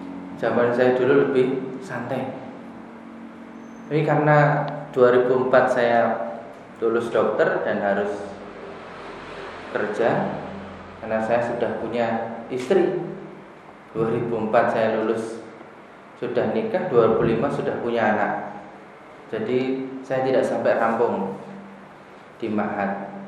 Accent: Karangmalang, Indonesia; di kampung saya Karangmalang

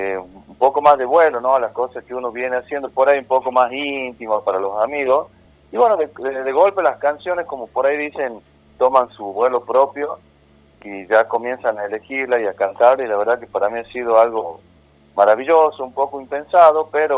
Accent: Las Talitas, Tucumán, Argentina; Yo estoy viviendo en Las Talitas, me hemos radicado acá de pequeño, pero mi familia es oriunda de San Pedro de Colalao, entonces estamos también siempre conectados con lo que sería San Pedro de Colalao, el Valle, pero yo actualmente resido en Las Talitas, mi querida ciudad de Las Talitas.

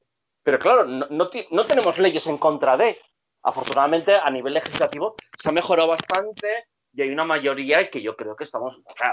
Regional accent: Spain; Si yo soy del país

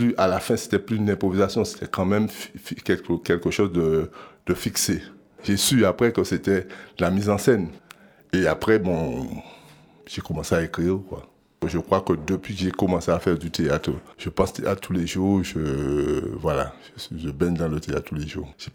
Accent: Guadeloupe; Je viens de la Guadeloupe et je suis aussi enseignant.

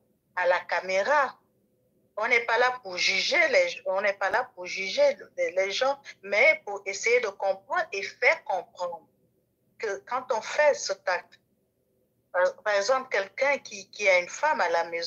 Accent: Gabon; accent: Gabonese; je suis gabonaise de mère et kwato-guinéenne de père, née au Gabon, grandie au Gabon. Toute ma vie a toujours été au Gabon, mon accent est gabonais.

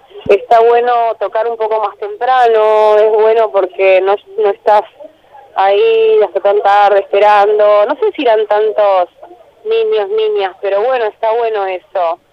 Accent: Trelew, Chubut, Argentina; now in Buenos Aires, Argentina; Me encanta siempre volver al sur. Soy de allá y me siento de allá, aunque hace muchos años vivo acá. Pero me encanta volver y, no sé, soy de Trelew, a pleno.

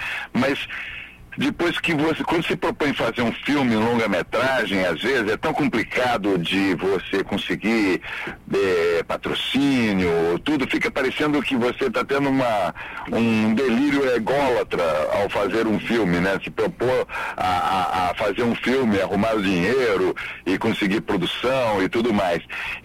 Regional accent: Votorantim, São Paulo, Brazil; also born or lived in Tietê / Sorocaba; nasci em Tietê, Rafá, Capivari, quer dizer, pô, todo o interior de São Paulo aí é minha praia. Não, mas eu fui criado em Votorantim e Sorocaba.

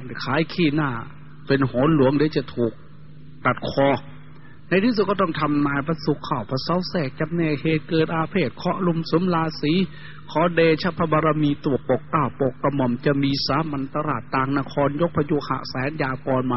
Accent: Isan, Thailand; โดยเฉพาะพี่น้องชาวอีสานเราทุกข์ยากลำบากกว่าชาติอื่นทุกอย่างลำบากกว่าแหล่งอื่น

